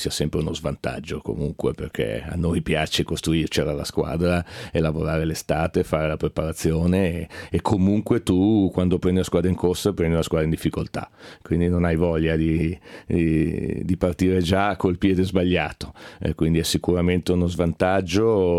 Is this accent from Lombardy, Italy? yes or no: yes; Milan, Lombardy, Italy; Da milanese spero Milano